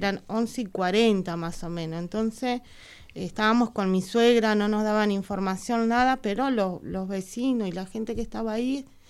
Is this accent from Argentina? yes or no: yes; Punta Lara, Buenos Aires Province, Argentina; vuelvo a la comisaría de Punta Lara, porque nosotros somos de Punta Lara